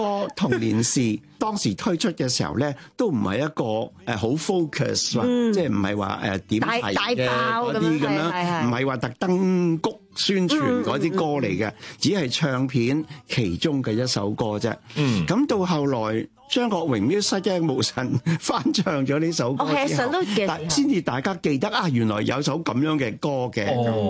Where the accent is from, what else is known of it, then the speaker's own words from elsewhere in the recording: Hong Kong; born there; 我喺香港出世，我就六岁嘅时候翻过乡下一次。